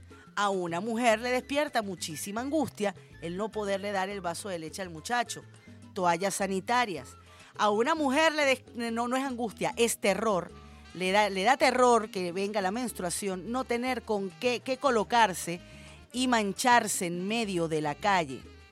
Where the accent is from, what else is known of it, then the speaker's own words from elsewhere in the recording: Venezuela; Qué chévere somos los venezolanos. Qué groseros somos los venezolanos. Qué vivos somos los venezolanos.